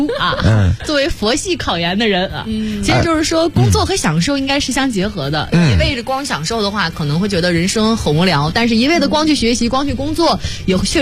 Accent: Dandong, Liaoning, China; 我们辽宁丹东人

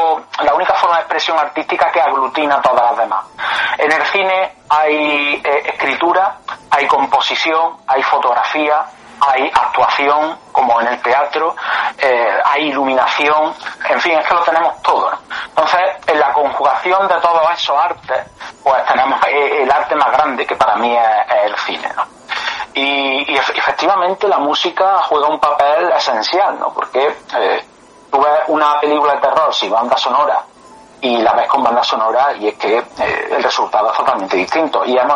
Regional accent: Córdoba, Andalusia, Spain; Yo soy de Córdoba.

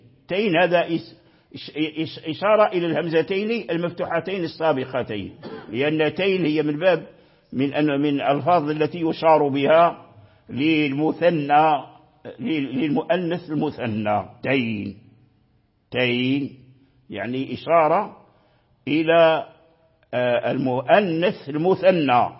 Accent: Morocco; يقرأها بالهاء خالصة عندنا في المغرب

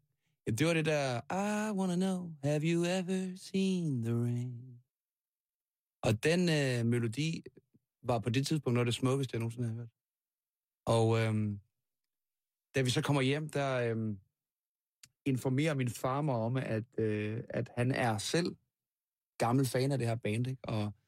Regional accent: Langholt, North Denmark Region, Denmark; Af min barndomsby. Det var en lille by, der hed Langholt

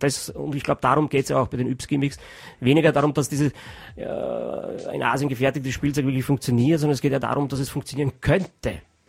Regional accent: Austria; ich bin ein Österreicher, das verbiete ich mich, ich bin nicht deppert.

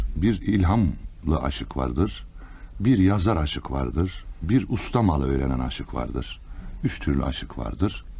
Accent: Kars, Turkey; born there; 1940 yılında Kars'ta doğdum.

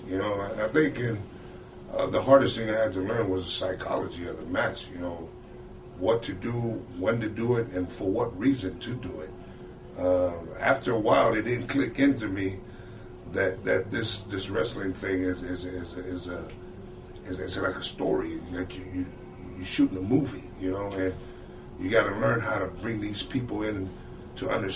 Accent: California, United States; No, I was out in Cali.

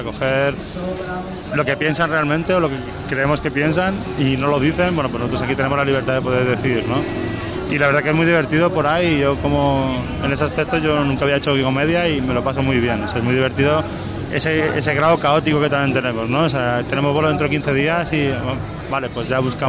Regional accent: Madrid, Community of Madrid, Spain; now in Majadahonda, Spain; yo soy de Carabanchel y yo vivo en Majada Onda

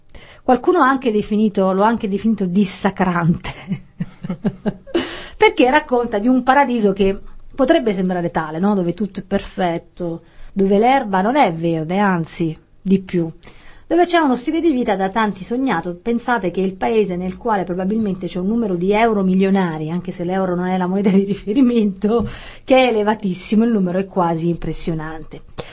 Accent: Campania, Italy; Allora, essendo io campana, credo che questo vada letto

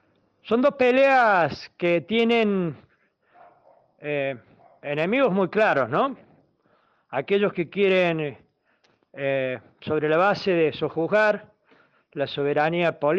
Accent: Argentina; son los mismos motivos que hoy nos toca enfrentar como pueblo argentino.

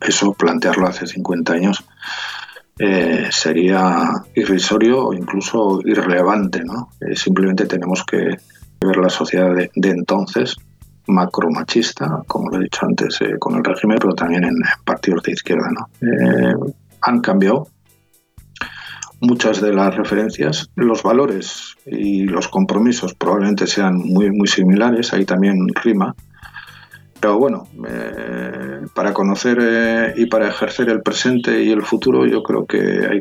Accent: Basque Country, Spain; Estamos en el mismo territorio, somos vascos

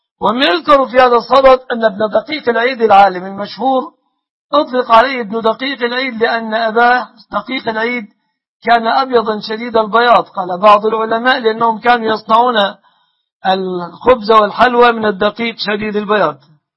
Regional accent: Egypt; بلادنا مصر

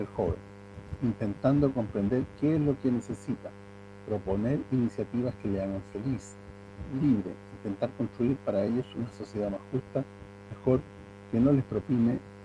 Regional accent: Sicily, Italy; Spanish is a second language; Esto es lo que me queda por hacer en mi tierra, en Sicilia y también en Latinoamérica, junto a ustedes.

